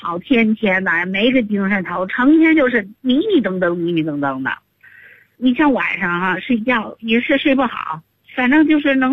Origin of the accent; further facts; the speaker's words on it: Hengshui, Hebei, China; 我老家是衡水的哈，